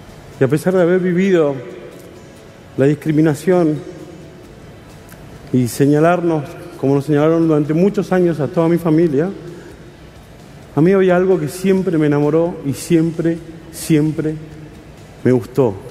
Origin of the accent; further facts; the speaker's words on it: San Juan, Argentina; born there; now in Buenos Aires, Argentina; Nacimos en San Juan y nos vinimos a Buenos Aires a buscar el oro y el moro.